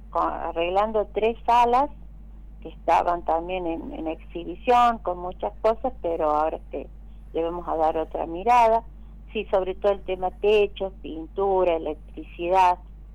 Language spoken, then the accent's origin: Spanish; Buenos Aires, Argentina; now in La Dormida, Argentina; No soy de La Dormida, no soy nacida ni criada acá. Mis raíces son de Buenos Aires, claro.